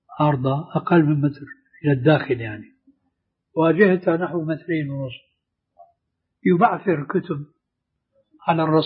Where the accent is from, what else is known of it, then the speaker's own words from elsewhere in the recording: Syria; وبلط الشيرة أيضا يقولوا عندنا في الشام